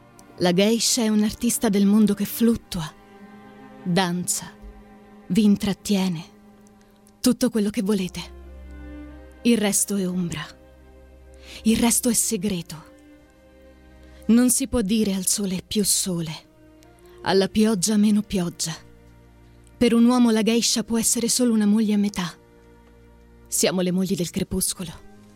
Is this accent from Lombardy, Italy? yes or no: no; Pescara, Abruzzo, Italy; now in Rome, Italy; Sono di Pescara ma vivo a Roma.